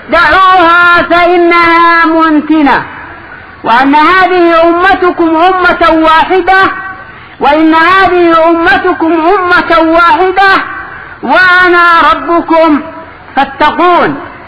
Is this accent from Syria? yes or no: no; Yemen; عندنا باليمن كان بعض الشباب قد أصبح مؤلفا وأصبح محققا